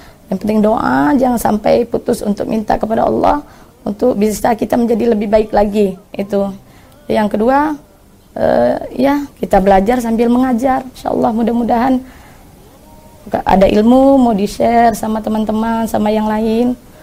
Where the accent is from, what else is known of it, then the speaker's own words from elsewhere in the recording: Jambi, Indonesia; asal dari Kota Jambi. Saya lahir 19 Desember 1979.